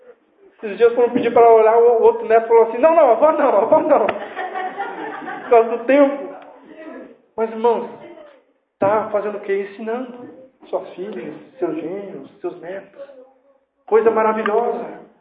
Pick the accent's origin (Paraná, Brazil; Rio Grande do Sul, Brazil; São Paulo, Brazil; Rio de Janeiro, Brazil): Paraná, Brazil; Curitiba; mas você tem que sair do teu, por vezes, comodismo que nós temos como curitibano e receber as pessoas em casa.